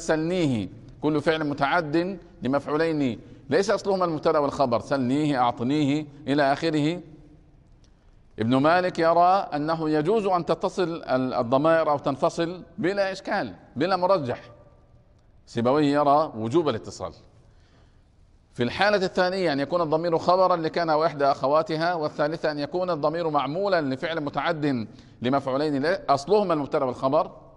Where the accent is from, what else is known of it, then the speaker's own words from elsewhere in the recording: Egypt; أنا من مصر